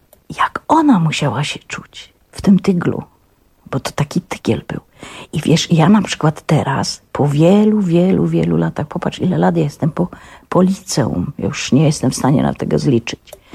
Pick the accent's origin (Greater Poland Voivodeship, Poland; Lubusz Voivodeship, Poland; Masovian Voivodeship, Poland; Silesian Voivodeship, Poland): Silesian Voivodeship, Poland; Świętochłowice; się urodziłam w tych Świętochłowicach, mieszkam na tych Lipinach, gdzie 90%, a może nawet 100% dzieci było takich jak ja.